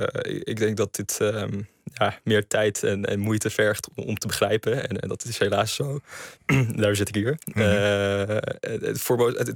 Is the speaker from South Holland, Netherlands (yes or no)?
yes; Leiden, South Holland, Netherlands; Geboren en getogen in Nederland, in Leiden.